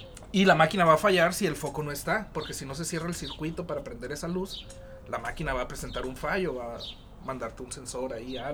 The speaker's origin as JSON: {"language": "Spanish", "town": "Caborca", "region": "Sonora", "country": "Mexico", "lives_now": "Hermosillo, Mexico", "said": "Y soy de Caborca, vivo aquí en Hermosillo hace rato ya"}